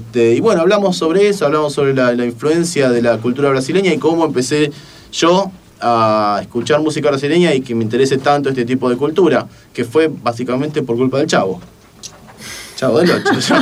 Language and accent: Spanish; Punta Alta, Buenos Aires Province, Argentina; now in Buenos Aires, Argentina; Y es la razón por la cual yo me vine desde Punta Alta a Buenos Aires.